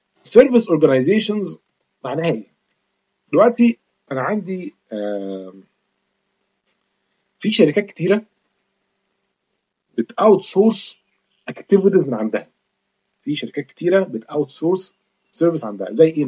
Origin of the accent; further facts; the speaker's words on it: Egypt; ممكن موضوع ما يبقاش مشهور عندنا في مصر شوية